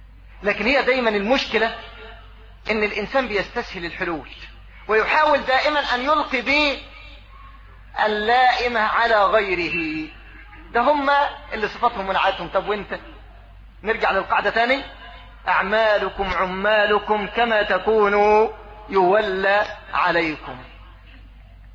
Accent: Egypt; لا سيما في بلدنا مصر

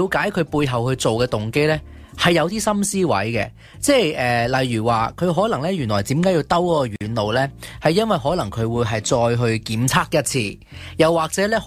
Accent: China; 我哋中国人咧有句说话叫做事不关己，己不劳心啊！

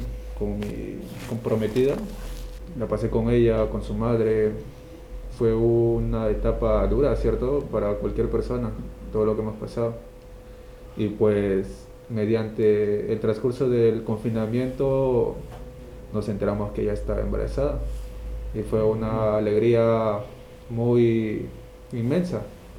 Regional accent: Lima, Peru; tengo 23 años, soy de Perú-Lima.

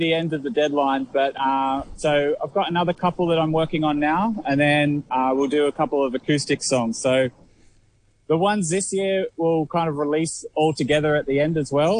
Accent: Central Coast, New South Wales, Australia; So I'm from Central Coast, which is an hour north of Sydney.

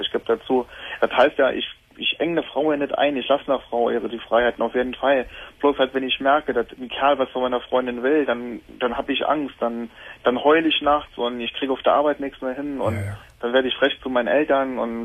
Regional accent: Saarland, Germany; Ich komme aus dem Saarland.

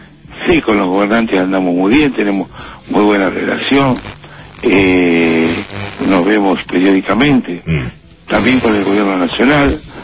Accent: Lobos, Buenos Aires Province, Argentina; born there; yo soy nacido en Lobos.

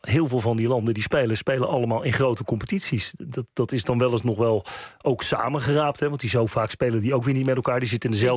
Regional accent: Netherlands; Maar ik heb ook het idee dat we als Nederlanders, en daar reken ik mezelf ook toe

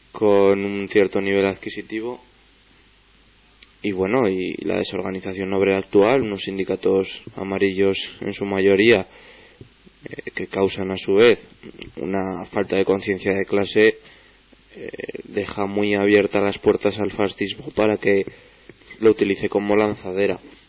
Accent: Zaragoza, Aragon, Spain; las radios alternativas de Zaragoza, a los que somos maños

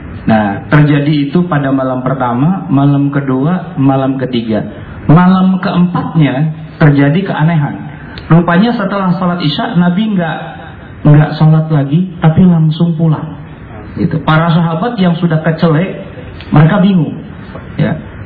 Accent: Jakarta, Indonesia; kalau saya nih orang Betawi

